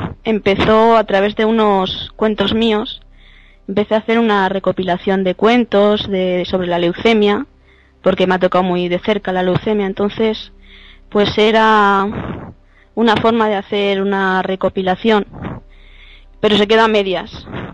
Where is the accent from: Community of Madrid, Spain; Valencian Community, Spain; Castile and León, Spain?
Castile and León, Spain; Soria; Pues, ¿qué te puedo decir de mi tierra? Pues que estoy enamorada, que me encanta perderme en sus parajes